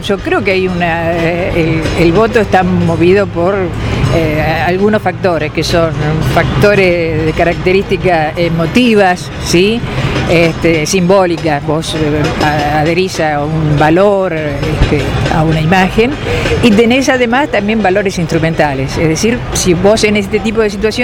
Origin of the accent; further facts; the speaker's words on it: Tandil, Buenos Aires Province, Argentina; soy de Tandil